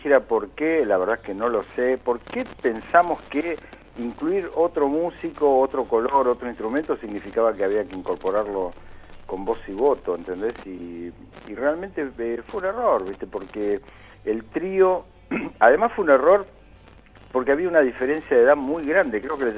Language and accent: Spanish; Buenos Aires, Argentina; nosotros, como argentinos y como porteños, ligamos ese instrumento a la música de tango